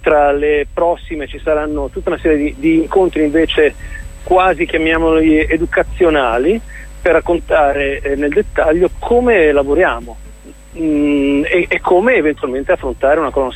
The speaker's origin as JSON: {"language": "Italian", "town": "Genoa", "region": "Liguria", "country": "Italy", "lives_now": "Rome, Italy", "said": "perché ormai io abito a Roma, anche se sono genovese, ma abito dall'88 qui a Roma"}